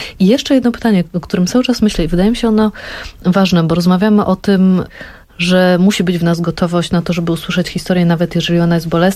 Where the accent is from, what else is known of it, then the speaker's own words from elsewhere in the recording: Lower Silesian Voivodeship, Poland; tak jak ja jestem z Dolnego Śląska, przesiedlenie